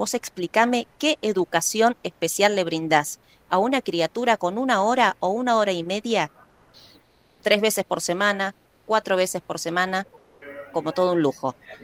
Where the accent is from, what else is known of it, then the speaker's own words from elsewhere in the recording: Buenos Aires, Argentina; desde que yo estudié aquí en la Ciudad de Buenos Aires, soy porteña